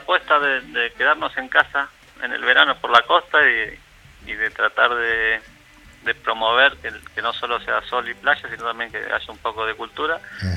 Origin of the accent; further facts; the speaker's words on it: Mar del Plata, Buenos Aires Province, Argentina; Mar del Plata, de donde yo vengo